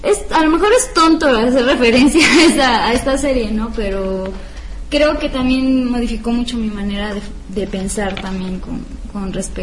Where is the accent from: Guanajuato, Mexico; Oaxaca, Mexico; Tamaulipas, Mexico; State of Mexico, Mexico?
Oaxaca, Mexico; now in Puebla, Mexico; como saben que yo soy de Oaxaca y que tengo realmente mucha emoción por ir en estas fechas a mi casa